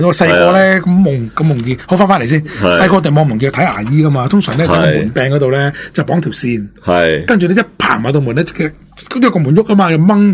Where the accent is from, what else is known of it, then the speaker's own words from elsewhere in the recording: China; 其实我哋中国人咧都有呢个外科手术嘅